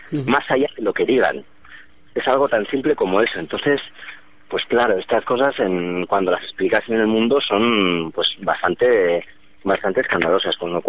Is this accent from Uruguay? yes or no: no; Basque Country, Spain; tenemos 22 años y estamos políticamente muy marcados, o sea, tanto a la izquierda como, bueno, como vascos que somos